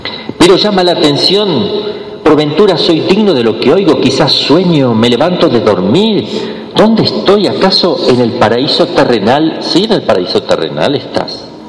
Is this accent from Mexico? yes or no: yes; Mexico; Yo digo nos representaba, yo también soy mexicano.